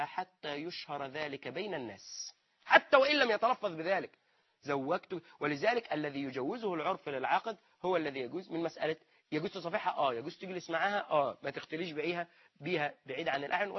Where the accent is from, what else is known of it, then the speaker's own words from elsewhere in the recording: Egypt; في شرط عرفي موجود بيننا نحن كمصريين